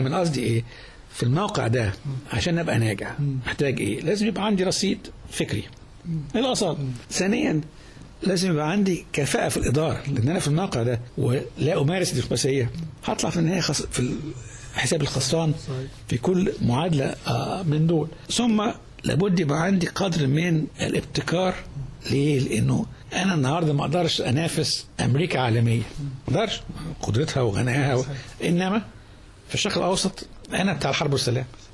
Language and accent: Arabic; Egypt; إحنا بلد عايشة في قارتين في أفريقيا وفي آسيا. سيناء دي مش أفريقيا دي في آسيا. أنا عايش على بحرين بحر الأبيض والأحمر.